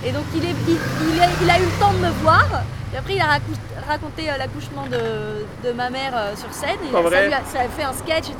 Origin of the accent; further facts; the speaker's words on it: Neuilly-sur-Seine, Île-de-France, France; J'ai un côté un peu parigo, alors que pas du tout, je viens de Neuilly-sur-Seine, mais enfin bon.